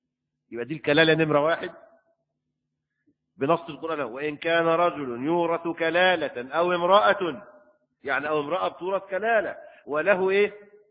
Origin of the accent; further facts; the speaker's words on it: Egypt; لكن القانون عندنا في مصر وقول الأئمة الأربعة